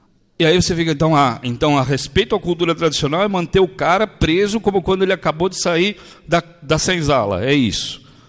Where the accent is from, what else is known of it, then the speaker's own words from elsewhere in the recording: São Paulo, Brazil; Eu sou do Bixiga. O Bixiga, originalmente, foi um quilombo. Depois virou um bairro de imigração, fundamentalmente italiano. Hoje é um bairro eminentemente nordestino.